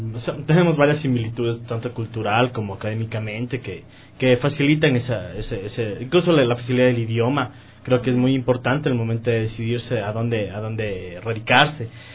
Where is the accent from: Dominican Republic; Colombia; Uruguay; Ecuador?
Ecuador; moved away; Nosotros mismos fuimos testigos y nosotros mismos fuimos actores de la migración en el 99, cuando tuvimos que salir del Ecuador. Muchos ecuatorianos, la mayoría de ecuatorianos, somos por lo menos un familiar que ha salido de Ecuador